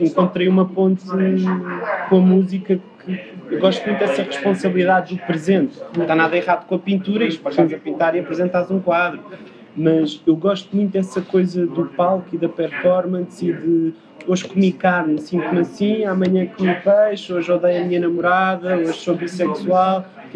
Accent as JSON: {"language": "Portuguese", "country": "Portugal", "tie": "born or raised there", "also_born_or_lived": "United States", "said": "Depois eu tive muitos problemas com linguagem, porque nasci nos Estados Unidos."}